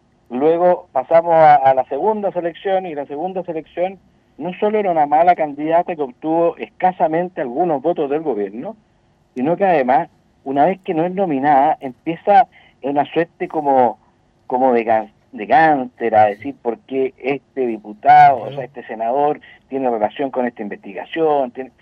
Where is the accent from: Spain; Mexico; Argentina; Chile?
Chile; con información más allá de la que podemos tener nosotros como chilenos, incluso como parlamentarios